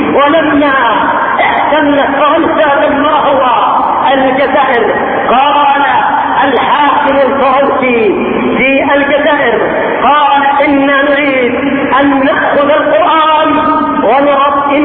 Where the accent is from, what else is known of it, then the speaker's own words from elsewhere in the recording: Yemen; عندنا في اليمن